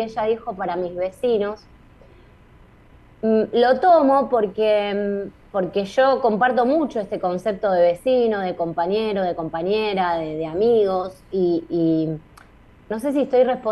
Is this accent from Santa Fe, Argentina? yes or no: no; Buenos Aires, Argentina; yo soy una vecina de Villa Urquiza, nacida y criada en Villa Urquiza